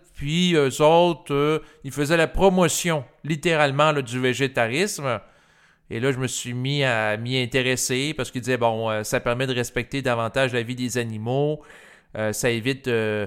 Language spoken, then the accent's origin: French; Quebec, Canada; Moi, je suis un Québécois. Je suis né en 1981. Je viens d'une famille quand même assez conservatrice pour l'époque. Mes deux parents allaient régulièrement à la messe.